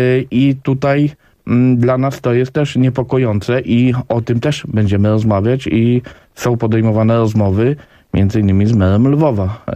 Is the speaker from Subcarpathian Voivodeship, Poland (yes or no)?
yes; Subcarpathian Voivodeship, Poland; Panie redaktor, ja jestem z Podkarpacia.